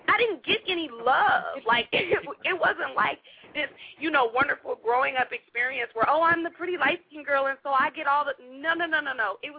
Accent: Los Angeles, California, United States; I grew up in Los Angeles.

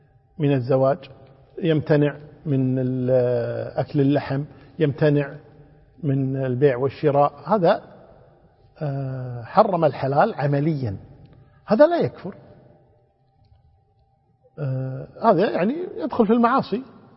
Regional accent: Kuwait; كما عندنا في الكويت لله الحمد والمنة

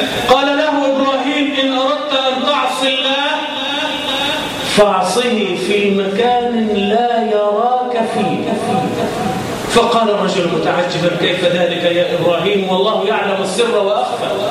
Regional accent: Egypt; اللهم اجعل بلدنا مصر آمنة مطمئنة

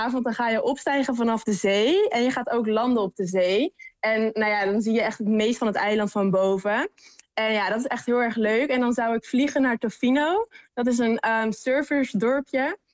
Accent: Netherlands; accent: Dutch; Dutch is a second language; En mijn accent in het Engels is natuurlijk heel erg Nederlands.

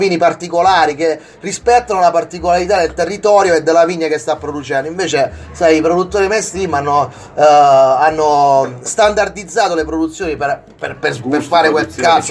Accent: Foggia, Apulia, Italy; moved away; Io sono foggiano, sono già un immigrato già da 20 anni a questa parte

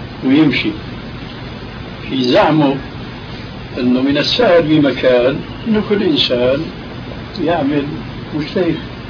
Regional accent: Syria; كما يقولون عندنا في سوريا يا أرض اشتدي ما حدا عليك يأدي

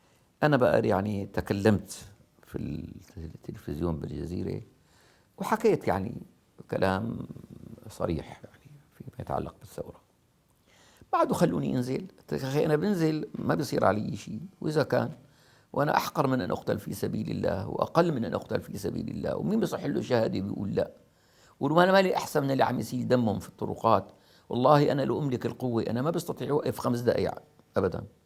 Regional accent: Damascus, Damascus Governorate, Syria; أنا طلعت من دمشق وما حدا أساء لي أبدا

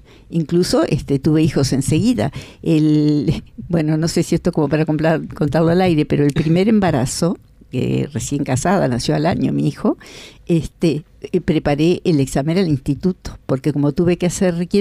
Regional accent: Rodó, Soriano, Uruguay; also born or lived in Rocha; a los dos años y me crié en un pueblo de Soriano, en Soriano. Rodó, que en esa época se llamaba Estación Drable.

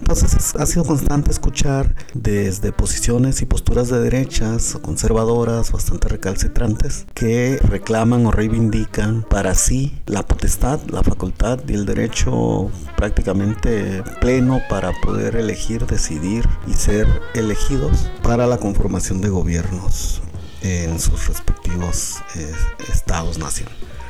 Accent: Mexico; y aquí en mi país, México

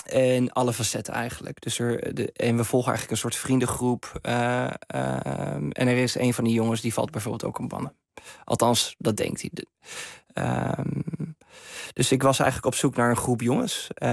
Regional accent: Veendam, Groningen, Netherlands; Ik ben opgegroeid in Veendam, in Oost-Groningen. Ik heb een hele te gekke jeugd gehad in Borgercompagnie op mijn basisschool.

